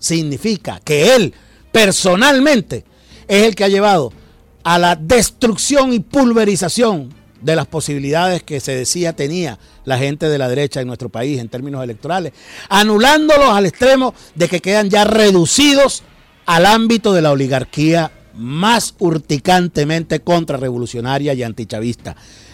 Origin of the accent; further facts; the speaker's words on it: Venezuela; la vergüenza que como venezolanos sentíamos